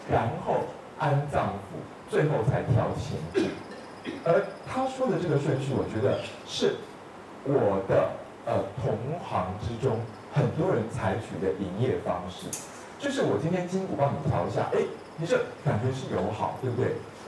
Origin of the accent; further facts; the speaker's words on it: Taiwan; 就像我们台湾这边